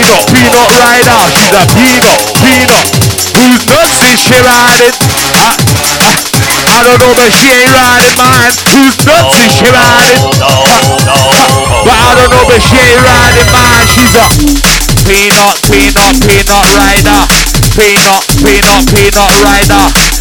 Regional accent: London, United Kingdom; East London up in the house. We ain't from the Midlands. We're from London.

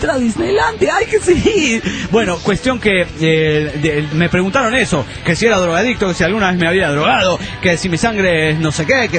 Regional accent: Mazatlán, Sinaloa, Mexico; de Mazatlán, Sinaloa, México.

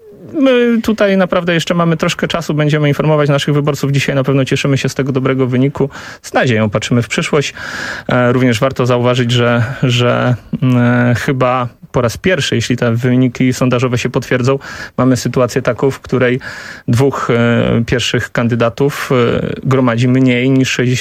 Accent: Subcarpathian Voivodeship, Poland; Ja pochodzę z Podkarpacia, które serdecznie w tym miejscu pozdrawiam

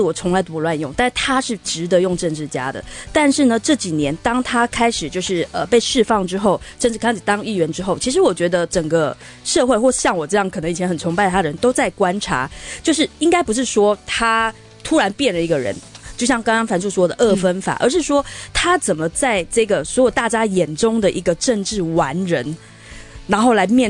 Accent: Taiwan; 而且作为台湾人，我要抗议。

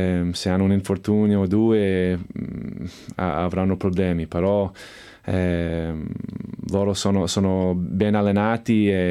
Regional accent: Chicago, Illinois, United States; Italian is a second language; also born or lived in Evanston; now in Italy; Io sono di Chicago, quindi io ho cresciuto con Michael Jordan

